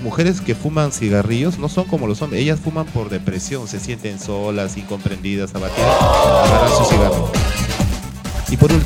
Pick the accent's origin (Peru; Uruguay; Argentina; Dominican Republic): Peru; Carmen de la Legua, Callao; born there; Yo, por ejemplo, que trabajo, vivo en el Callao, nací en Carmen de la Legua